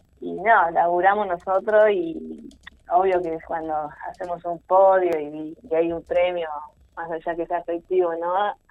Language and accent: Spanish; Otamendi, Buenos Aires, Argentina; now in Mar del Plata, Argentina; yo soy de Otamendi, hace unos años vivo en Mar del Plata.